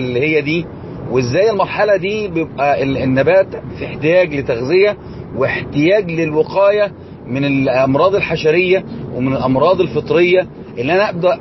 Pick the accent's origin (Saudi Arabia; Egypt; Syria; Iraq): Egypt; عملية بيسموها عندنا في مصر الرد، أو بيسموها التحبيس